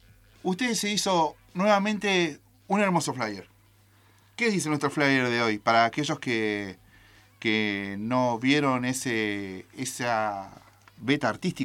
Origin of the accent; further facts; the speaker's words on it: Comodoro Rivadavia, Chubut, Argentina; born there; Yo soy nacido en Comodoro, y en Comodoro hay mucha cantidad, mucha gente, somos descendientes de chilenos, del Gulumapu. Y como mi vieja, ¿no? Como mi madre, que también se vino de Chile.